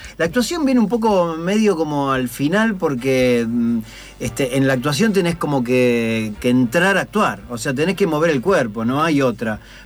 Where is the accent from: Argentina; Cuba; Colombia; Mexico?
Argentina; Munro, Buenos Aires Province; Sí, fue muy raro, porque yo nací en Munro.